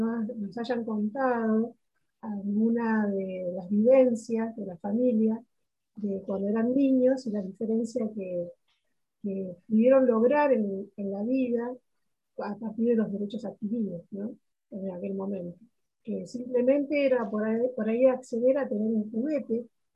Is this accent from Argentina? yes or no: yes; Argentina; cuando uno llega y decimos que somos argentinos